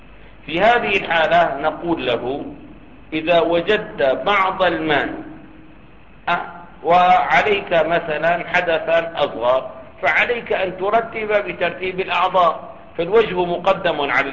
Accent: Damascus, Damascus Governorate, Syria; والله عندنا في دمشق 25 أو مجانا

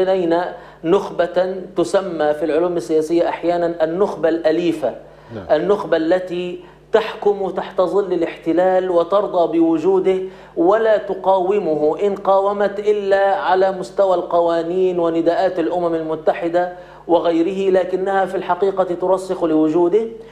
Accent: Egypt; أنا باعتباري مصري سأتكلم الآن عن مصر

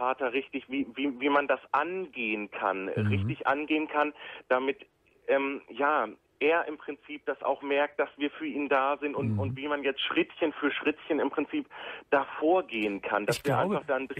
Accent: Hanover, Lower Saxony, Germany; wir kommen aus Hannover.

